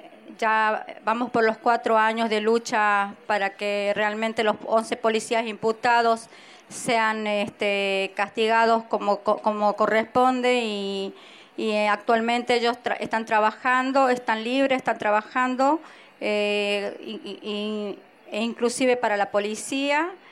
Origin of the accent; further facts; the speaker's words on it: Catamarca, Argentina; Nosotros somos de Catamarca.